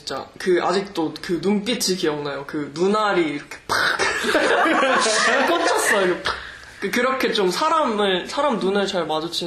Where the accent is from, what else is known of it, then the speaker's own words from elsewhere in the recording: South Korea; moved away as an adult; 그때 저도 한국에서 온 지 얼마 안 됐잖아요.